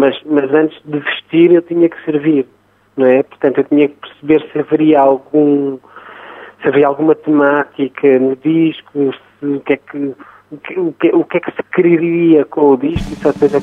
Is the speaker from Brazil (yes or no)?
no; Arraiolos, Alentejo, Portugal; Ainda vivo em Arraiolos. Costumo dizer que Évora é a minha cidade, mas a minha vila e a minha terra é Arraiolos.